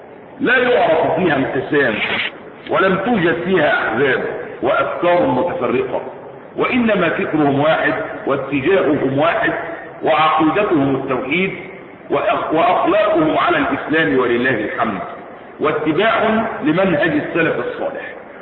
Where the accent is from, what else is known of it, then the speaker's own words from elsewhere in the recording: Egypt; احنا مصريين بس بنقول كلمه ايه الحق باذن الله تبارك وتعالى